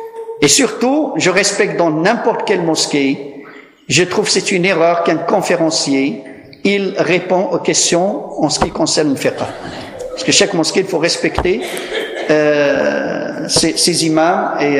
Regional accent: Morocco; now in France; Tu ne peux pas dire mon pays natal, le Maroc

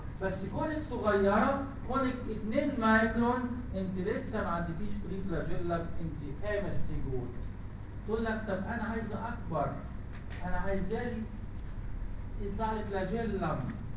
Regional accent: Egypt; سمينا الليشمانيا عندنا في مصر الليشمانيا إنفانتم إنفانت

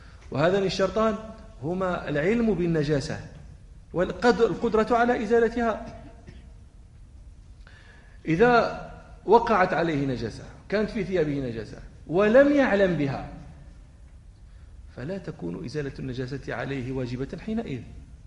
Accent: Morocco; إحنا الإبل في المغرب، عندنا في الجنوب المغربي

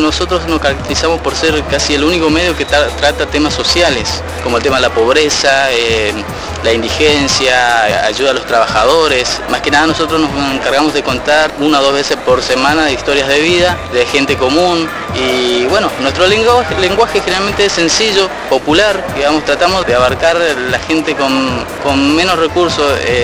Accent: Resistencia, Chaco, Argentina; soy de Resistencia Chaco

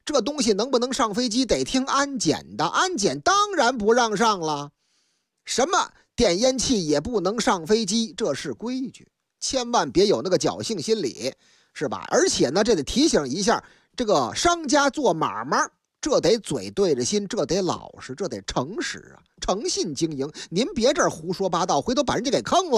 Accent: Beijing, China; 不过说起来还得首先说咱的老乡，老家呢是大北京啊。

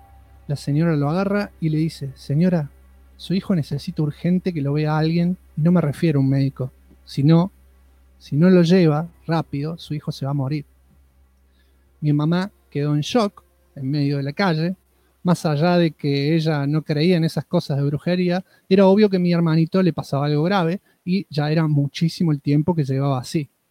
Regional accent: Izalco, Sonsonate, El Salvador; Soy de El Salvador, país centroamericano, específicamente de Izalco, una ciudad muy chiquitita de aproximadamente 10.000 habitantes

